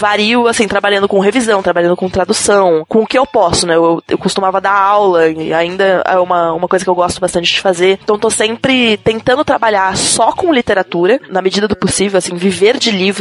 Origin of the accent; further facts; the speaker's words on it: São Paulo, Brazil; Bom, eu sou natural de São Paulo, vivo em São Paulo a minha vida inteira